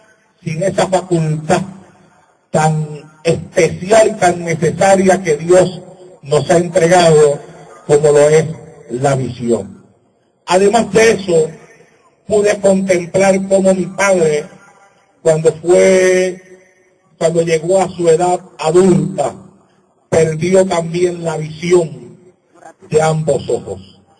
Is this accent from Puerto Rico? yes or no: yes; Santa Isabel, Puerto Rico; Él se iba a cierto punto de mi pueblo, en Santa Isabel, Puerto Rico, la plaza pública, y desde ahí él corría hasta la playa de Santa Isabel